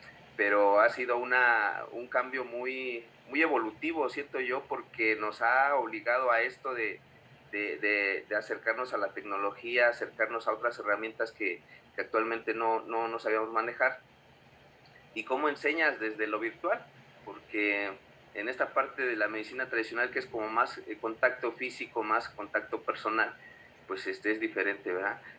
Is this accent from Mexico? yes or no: yes; Mexico City, Mexico; born there; tengo 45 años, yo nací aquí en la Ciudad de México, soy hijo de padres oaxaqueños, de un poblado que se llama San Miguel Huautla, que pertenece al municipio de Nochistlán, Oaxaca.